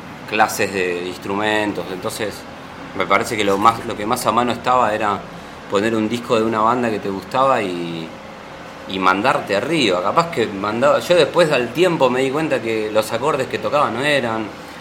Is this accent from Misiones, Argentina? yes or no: no; Buenos Aires, Argentina; No me da mucho orgullo ser porteño, pero...